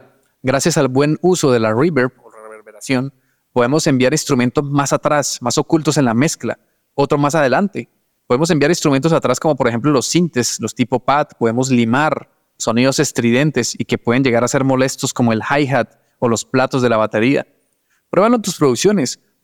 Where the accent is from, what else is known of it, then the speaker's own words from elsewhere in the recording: Santander, Colombia; Guane es una etnia indígena aquí donde yo soy, de Santander, Colombia